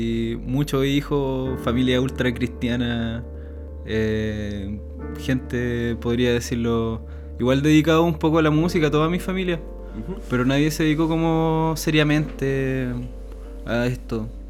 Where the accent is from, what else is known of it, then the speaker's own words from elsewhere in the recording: Talcahuano, Biobío, Chile; Siempre vivo en Talcahuano. Vivo en Salina, ahí apegadito al canal, con la vista todo el día al humedal.